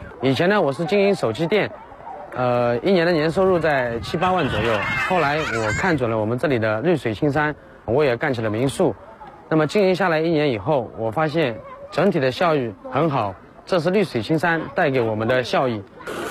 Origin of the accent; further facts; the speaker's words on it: Changxing, Zhejiang, China; 来自浙江省长兴县水口乡顾祖村。